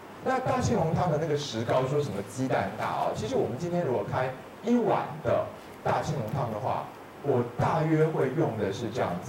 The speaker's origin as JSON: {"language": "Chinese", "country": "Taiwan", "said": "尤其我们台湾人"}